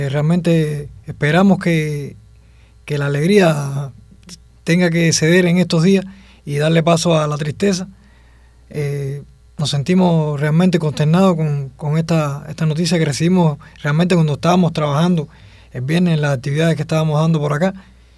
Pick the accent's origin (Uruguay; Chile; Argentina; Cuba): Cuba; es realmente un deber que tenemos como cubanos con nuestro comandante en jefe